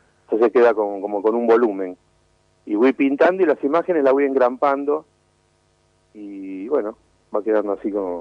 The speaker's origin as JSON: {"language": "Spanish", "region": "Córdoba", "country": "Argentina", "said": "Yo soy cordobés, sí."}